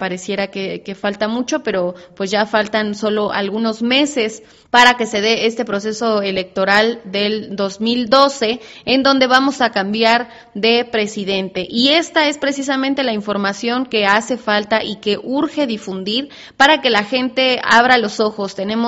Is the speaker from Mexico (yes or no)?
yes; Mexico; de nuestra responsabilidad como mexicanos, como mexicanas